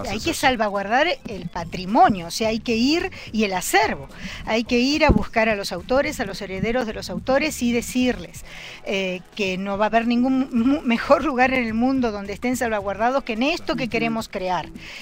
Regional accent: Argentina; A mi museo, qué bárbara, como buena argentina, a nuestro museo.

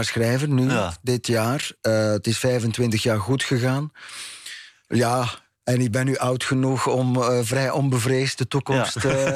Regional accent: Ghent, East Flanders, Belgium; now in Netherlands; maar ik kom dus inderdaad uit Gent en ik ben rond 11:00 vanochtend vertrokken.

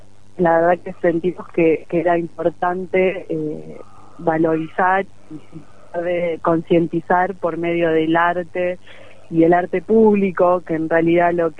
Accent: San Javier, Córdoba, Argentina; soy de San Javier.

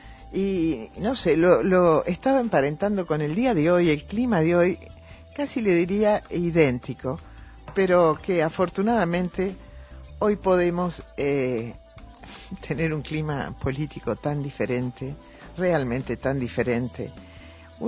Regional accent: Argentina; Yo sentí un gran orgullo como argentina de escuchar ese mensaje

